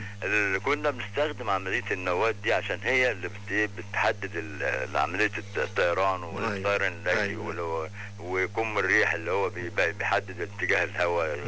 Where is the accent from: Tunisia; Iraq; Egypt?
Egypt; Upper Egypt; انا معلش احنا من الصعيد هم اللي بينكتوا على نفسهم